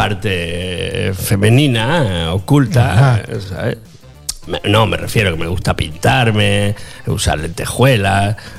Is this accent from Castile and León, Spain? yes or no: no; Extremadura, Spain; porque yo soy de Badajoz, de un pueblo de Badajoz.